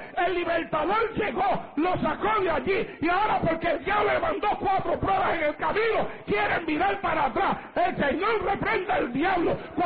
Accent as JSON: {"language": "Spanish", "town": "Santa Isabel", "country": "Puerto Rico", "tie": "born or raised there", "said": "llegar a aquel momento en mi vida arrastrado allá en el pueblo de Santa Isabel, tirado en las calles de mi pueblo"}